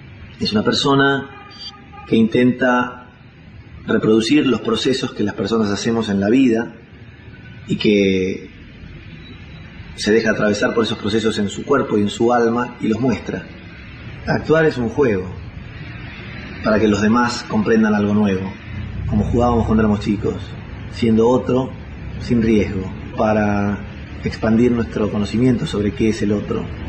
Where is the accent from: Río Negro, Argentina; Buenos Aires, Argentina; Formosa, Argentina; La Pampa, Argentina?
Buenos Aires, Argentina; born there; nací en 1955 en Buenos Aires. Desde muy chico me gustó actuar